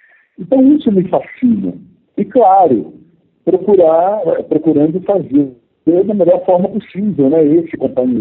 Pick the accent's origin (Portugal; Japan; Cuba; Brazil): Brazil; Minas Gerais; also born or lived in Rio de Janeiro; morava em Varginha, sul de Minas Gerais, e fui fazer esse vestibular no Rio. Queria me mudar para o Rio de Janeiro. Eu sou mineiro, né?